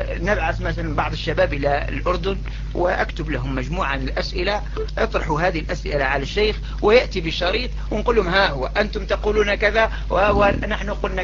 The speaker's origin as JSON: {"language": "Arabic", "country": "Algeria", "said": "لكن هناك عندنا في الجزائر بعض الإخوة"}